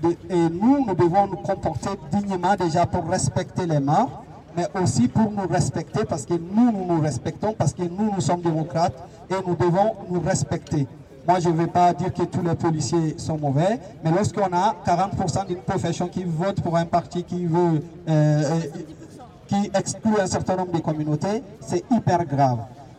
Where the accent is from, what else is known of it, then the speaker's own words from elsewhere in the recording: France; moi, en tant que français, je me sens concerné par sa mort. Et ça se passe chez moi